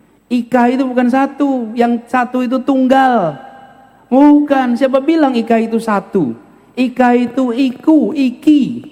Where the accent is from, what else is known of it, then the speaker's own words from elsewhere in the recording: Yogyakarta, Special Region of Yogyakarta, Indonesia; first language Javanese; Saya tumbuh besar di Jogja sebagai orang yang berbahasa Jawa.